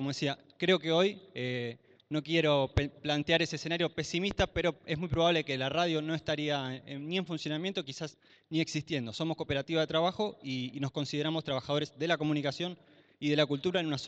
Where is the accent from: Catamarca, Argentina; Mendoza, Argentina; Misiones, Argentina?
Catamarca, Argentina; vengo de la provincia de Catamarca, de la Estación Sur acá